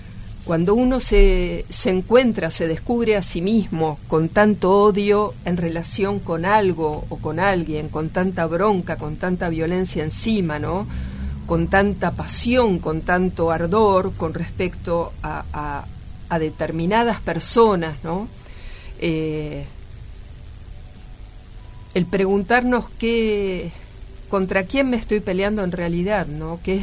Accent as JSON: {"language": "Spanish", "region": "Buenos Aires", "country": "Argentina", "tie": "born or raised there", "said": "yo nací y crecí en Buenos Aires, ¿no?, en la capital, pero hace poco tiempo que volvía"}